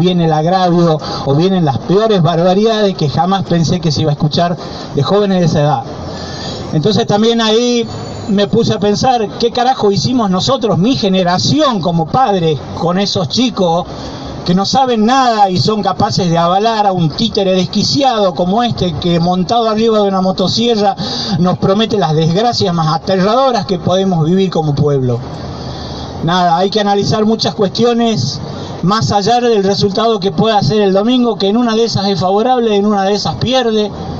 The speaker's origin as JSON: {"language": "Spanish", "region": "Tucumán", "country": "Argentina", "said": "Yo soy un tucumano nacido en la penúltima dictadura militar, antes de la última más sangrienta que tuvimos."}